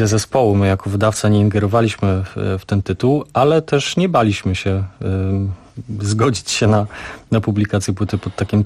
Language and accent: Polish; Subcarpathian Voivodeship, Poland; now in Kraków, Poland; Ja pochodzę z Podkarpacia, więc trudno, żebym powiedział o Krakowie jako o swojej ojczyźnie, ale w Krakowie mieszkam już ponad dekadę